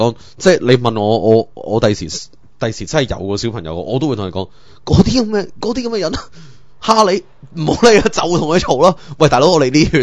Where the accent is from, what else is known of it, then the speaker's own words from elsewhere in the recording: Hong Kong; 即系唔系卖紧我哋上面卖紧我哋香港人嘅利益噶嘛？